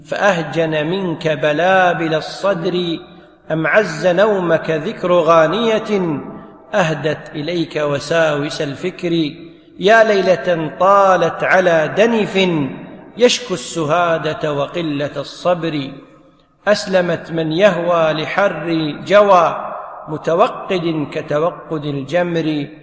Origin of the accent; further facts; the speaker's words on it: Kuwait; ينطبق عليك المثل اللي يقول عندنا بالكويت